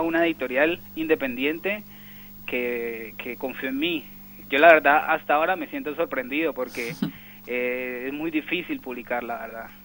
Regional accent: Cali, Valle del Cauca, Colombia; Exacto, yo soy de Cali

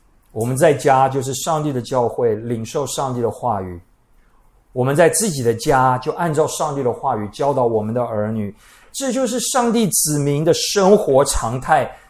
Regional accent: Taiwan; 我们台湾人出门不需要计划，哎，我们看情形，我们遇到事情，随机应变

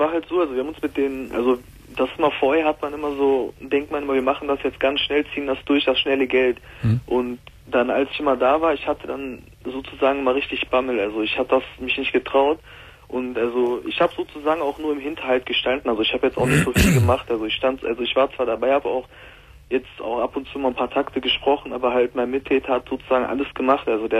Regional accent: Mülheim an der Ruhr, North Rhine-Westphalia, Germany; ich komme aus Mühlheim an der Ruhr und wir haben das auch immer hier in Mühlheim an der Ruhr.

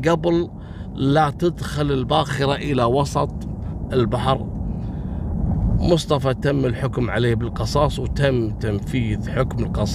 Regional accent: Kuwait; بخمس دنانير احنا يبيعون عندنا في الكويت

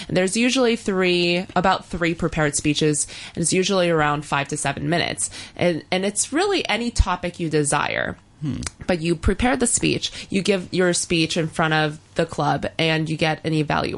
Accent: United States; I'm from the States.

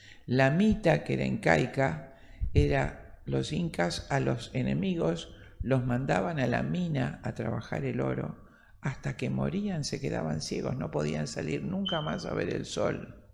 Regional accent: Argentina; en mi país, que es Argentina

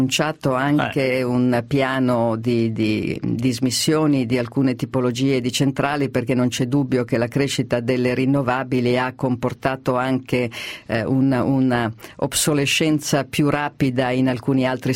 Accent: Milan, Lombardy, Italy; Mi piacerebbe molto, sono milanese.

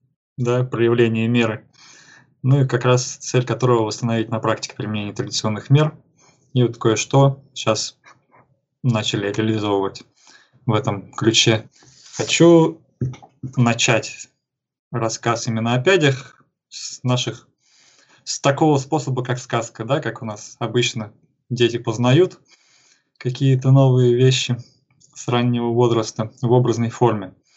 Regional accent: Tomsk, Tomsk Oblast, Russia; Я сам родом из Томска, так сказать, Беловодье сибирское.

